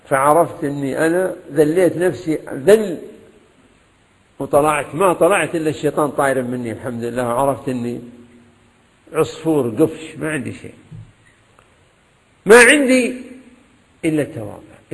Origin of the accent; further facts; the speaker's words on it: Kuwait; لا من الموجودين عندنا في الكويت